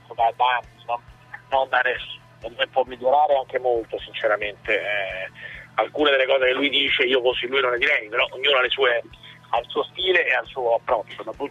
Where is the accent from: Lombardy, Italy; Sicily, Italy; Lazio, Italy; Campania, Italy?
Lazio, Italy; Rome; per me la nebbia è uno di quei misteri, essendo io romano.